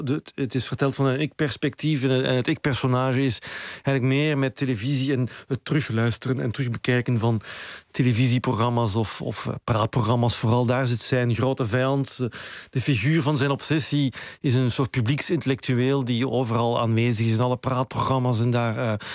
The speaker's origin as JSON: {"language": "Dutch", "region": "Limburg", "country": "Netherlands", "tie": "born or raised there", "also_born_or_lived": "Brussels, Belgium", "said": "Sinds ik op mijn 8e ben ik van Brussel naar Zuid-Limburg verhuisd. En daar werd ik eigenlijk als kind al op slag een ecologist nog voor Groene Partij bestonden eigenlijk."}